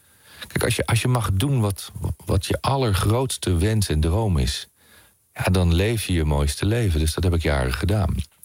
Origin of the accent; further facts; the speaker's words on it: Poland; now in Netherlands; Maar omdat ik uit Polen kom, waar onze familie niet heel veel had. Ik wil niet zeggen arm, maar de boerderij van mijn opa en oma, daar hadden we een waterput, er was geen stromend water, er was zelfs geen elektra de eerste jaren.